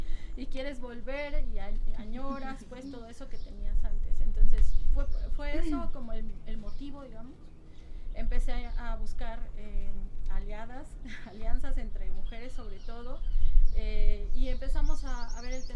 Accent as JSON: {"language": "Spanish", "region": "Oaxaca", "country": "Mexico", "tie": "born or raised there", "moved": "as an adult", "lives_now": "Mexico City, Mexico", "said": "de Oaxaca, en la parte del Valle de Tehuacán."}